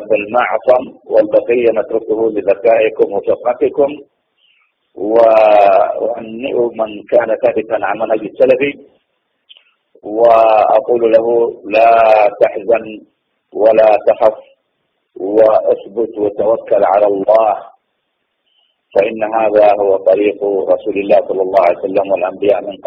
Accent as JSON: {"language": "Arabic", "country": "Saudi Arabia", "said": "عندنا في السعودية"}